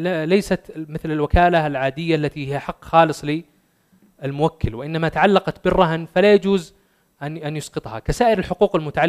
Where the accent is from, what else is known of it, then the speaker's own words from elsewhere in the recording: Saudi Arabia; وهي موجودة في الرهن العقاري المسجل عندنا في السعودية